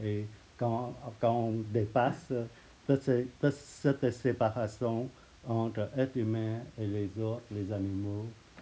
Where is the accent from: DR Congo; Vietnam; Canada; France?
Vietnam; moi je suis vietnamien, il y a le pays, il y a mes parents, il y a des ancêtres, tout ça.